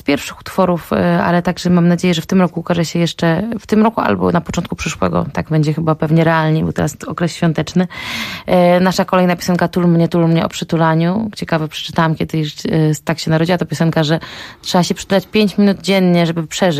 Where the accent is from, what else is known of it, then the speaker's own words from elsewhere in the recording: Łódź, Łódź Voivodeship, Poland; pochodzę z Łodzi, z miasta Łodzi, miasta Juliana Tuwima.